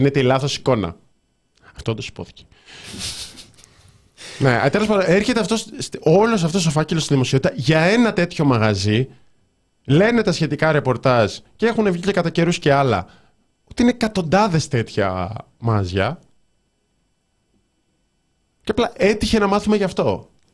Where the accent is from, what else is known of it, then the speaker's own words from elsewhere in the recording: Rhodes, South Aegean, Greece; Είμαι από Ρόδο και ξέρω πως για να κάτσεις οπουδήποτε κοντά στη θάλασσα πρέπει να κάνεις κατανάλωση τουλάχιστον 200 ευρώ.